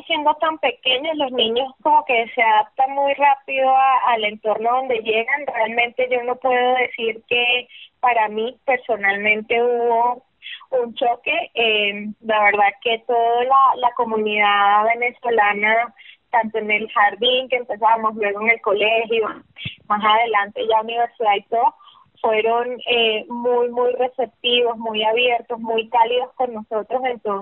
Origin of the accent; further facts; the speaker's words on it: Lebanon; muchísimo amor a la gastronomía libanesa porque pues amo cocinar y lo que más amo cocinar es la comida de mi tierra